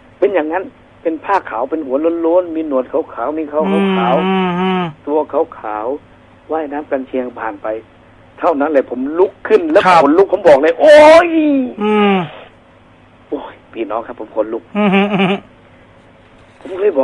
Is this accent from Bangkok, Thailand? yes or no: yes; Bangkok, Thailand; also born or lived in Khon Kaen; จริงผมเป็นคนกรุงเทพแต่ว่าพ่อแม่เห็นแววเรียนดีเลยส่งไปเรียนต่อที่ขอนแก่นครับ